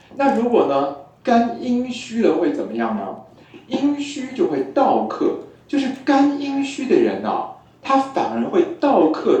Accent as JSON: {"language": "Chinese", "country": "Taiwan", "said": "就我们台湾人用科学中药啊，那克数就可以更低"}